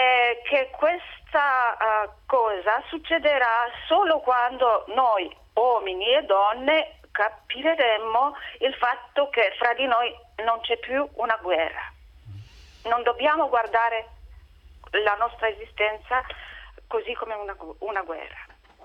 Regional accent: Romania; Italian is a second language; now in Lucca, Italy; Io sono da Luca, ma sono romena.

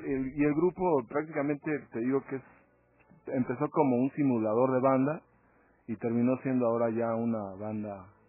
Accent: Coyoacán, Mexico City, Mexico; now in Toluca, Mexico; pues nací en el Distrito Federal, ahí en Coyoacán. soy de DF. Ya tiene, no sé, 12 años, 11 años que estoy aquí en Toluca trabajando como músico ya profesionalmente.

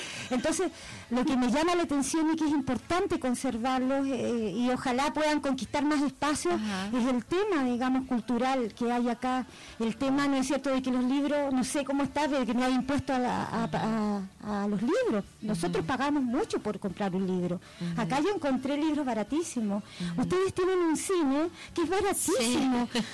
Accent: Chile; me da mucha pena en mi país, pero el porcentaje de analfabetismo cultural que hay en Chile es uno de los más altos que hay en Latinoamérica

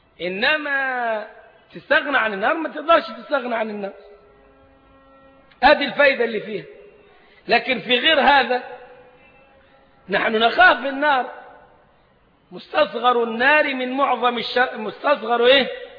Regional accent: Egypt; فإحنا أبناء البلد مش غرباء عليها ولا حاجة، يلبسوا أسود يلبسوا أصفر، البلد بلدنا

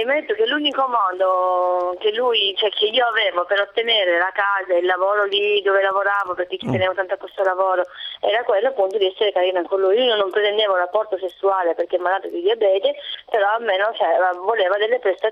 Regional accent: Sicily, Italy; accent: Sicilian; Lui aveva riconosciuto il mio accento siciliano

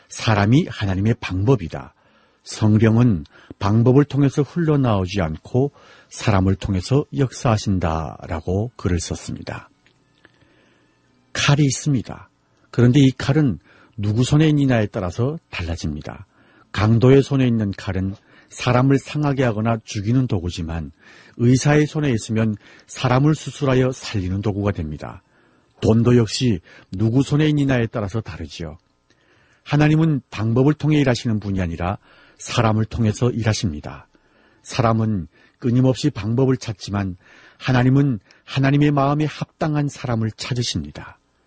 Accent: Hamhung, South Hamgyong, North Korea; now in South Korea; 진행을 맡은 저는 함흥사람

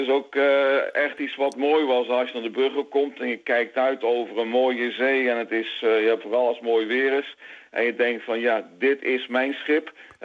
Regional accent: Gelderland, Netherlands; born there; Ja, ik ben op de Veluwe geboren, dus ver van de Zoutwater.

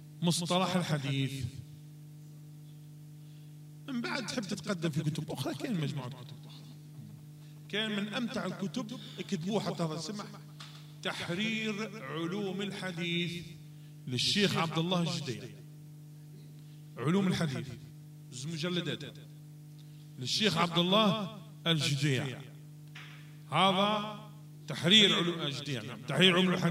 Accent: Algeria; اللهم اجعل بلدنا الجزائر وسائر بلاد

